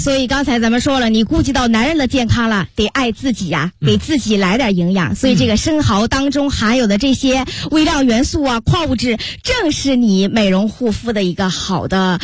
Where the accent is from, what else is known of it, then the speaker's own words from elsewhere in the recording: Dalian, Liaoning, China; 用我们大连人话讲就是鲜鲜